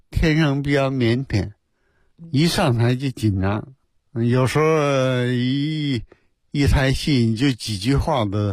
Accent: Yabuli, Heilongjiang, China; 没条件，在黑龙江省。后来念小学在亚布力滑雪

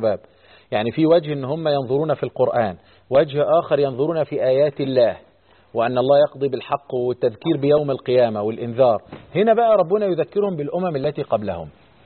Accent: Egypt; وتلاقي الطلاب كان عندنا في مصر

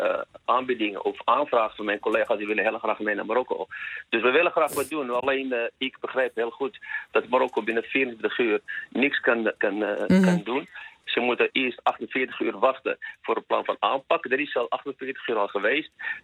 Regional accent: Amsterdam, North Holland, Netherlands; ik kom zelf uit Amsterdam

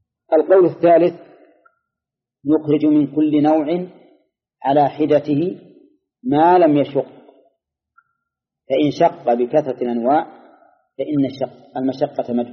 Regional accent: Al-Qassim, Saudi Arabia; خصوصا عندنا في القصيم غالبها من الشجر

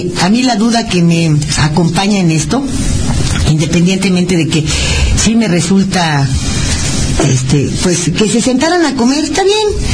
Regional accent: Mexico; yo como ciudadano mexicano digo que no estoy conforme

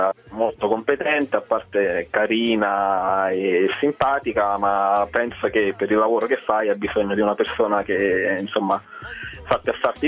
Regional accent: Cassino, Lazio, Italy; sono di Cassino, provincia di Frosinone, ho 33 anni

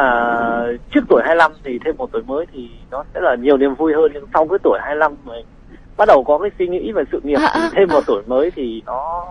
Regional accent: Ninh Binh, Vietnam; accent: Northern Vietnamese; now in Đồng Nai, Vietnam; Đúng rồi, mình quê ở Ninh Bình.

